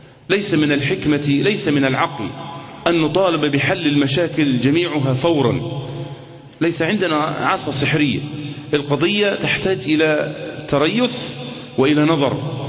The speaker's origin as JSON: {"language": "Arabic", "country": "Egypt", "said": "كمصريين أمام اختبار صعب، اختبار حقيقي"}